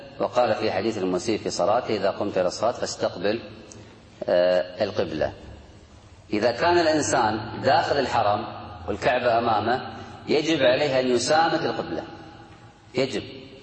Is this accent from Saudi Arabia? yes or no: no; Kuwait; إحنا نقول الآن ما بين الشمال والجنوب عندنا في الكويت قبلة